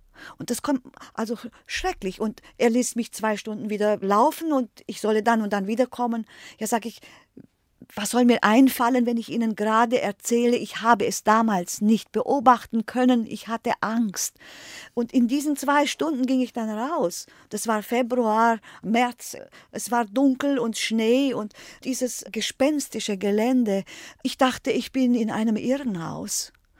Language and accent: German; Germany; ich bin Deutsche und politisch verfolgt.